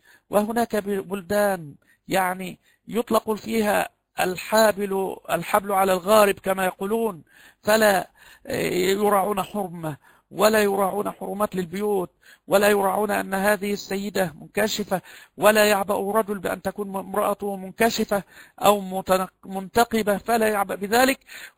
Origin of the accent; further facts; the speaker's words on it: Egypt; كما يقال عندنا في مصر قريب الزوجة يدخل من غير أن يستأذن